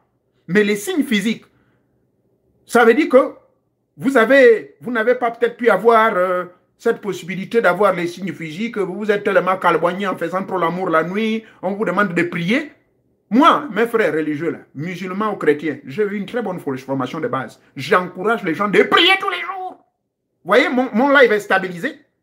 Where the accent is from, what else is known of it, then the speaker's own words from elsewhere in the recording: Gabon; ça se passe même chez moi au Gabon